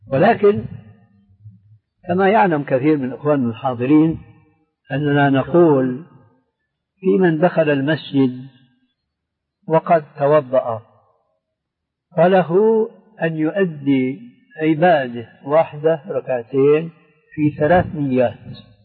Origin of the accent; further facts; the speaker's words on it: Syria; كما يقول عندنا في الشام حشو الكب بعيد،